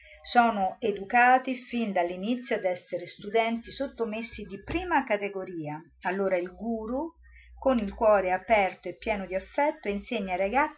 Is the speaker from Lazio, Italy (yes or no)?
yes; Rome, Lazio, Italy; io sono romana, sono andata a Roma